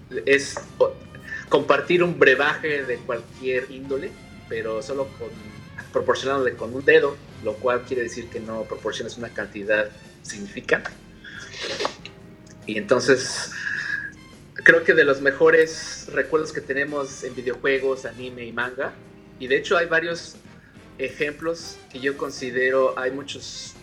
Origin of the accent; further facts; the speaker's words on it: Mexico; yo me crié en Latinoamérica, en México específicamente